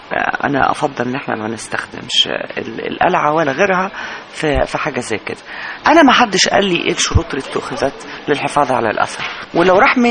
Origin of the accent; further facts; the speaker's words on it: Egypt; وزارة الأثار هي وزارة معنية بإدارة الأثر المملوك لي أنا كشعب مصري